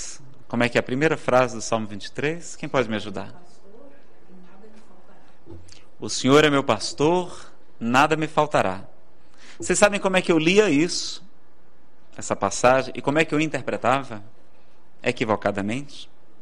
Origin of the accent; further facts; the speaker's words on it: Ceará, Brazil; Eu que sou do Ceará, então, vai ser difícil ficar bonito, não é?